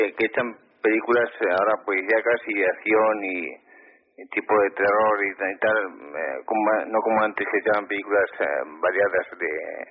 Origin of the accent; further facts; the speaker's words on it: Zaragoza, Aragon, Spain; Mira, soy de aquí, de Zaragoza.